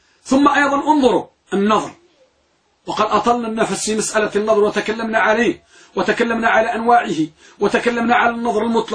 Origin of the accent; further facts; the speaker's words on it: Morocco; وكما كان يقول بعض يعني عندنا في المغرب نقول